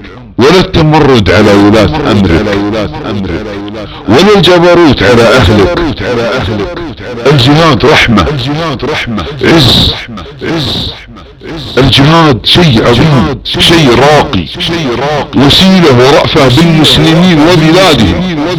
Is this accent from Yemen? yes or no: no; Saudi Arabia; يحب بلادنا المملكة العربية السعودية